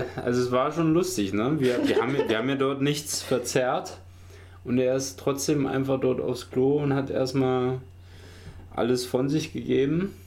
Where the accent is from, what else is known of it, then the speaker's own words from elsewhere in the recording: East Germany, Germany; Wir kommen halt aus der DDR, ne? Wir sind ganz anders